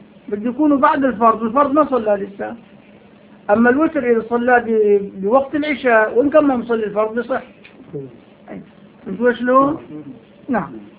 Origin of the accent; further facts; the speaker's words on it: Syria; هون عندنا بالشام